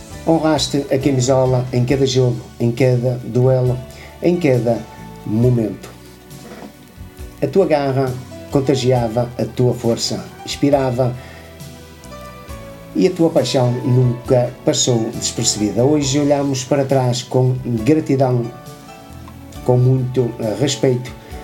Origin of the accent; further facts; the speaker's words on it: Portugal; E eu, como português, e eu como portista que eu sou